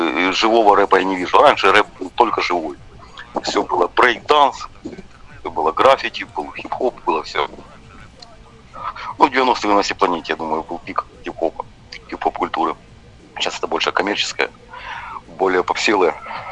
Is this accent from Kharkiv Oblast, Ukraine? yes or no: no; Starobilsk, Luhansk Oblast, Ukraine; also born or lived in Alchevsk; Я со Старобельска, я с Алчевска, понимаешь, потому что в каждом городе там было не по много пацанов